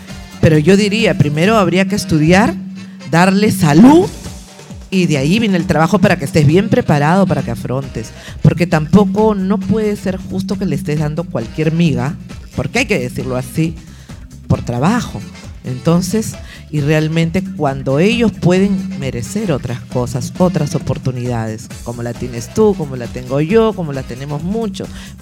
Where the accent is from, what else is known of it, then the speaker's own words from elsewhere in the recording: Callao, Peru; se trata de que todos somos chalacos.